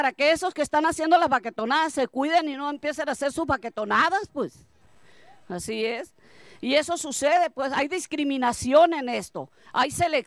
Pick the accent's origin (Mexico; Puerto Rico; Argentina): Mexico; Ures, Sonora; hay que comportarnos dignamente también como mexicanos, como urenses